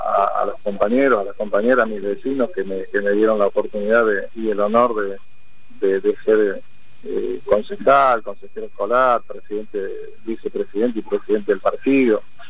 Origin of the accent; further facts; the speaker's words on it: La Pampa, Argentina; now in Lomas de Zamora, Argentina; Yo vine de la provincia de La Pampa, otros vinieron del norte, del Chaco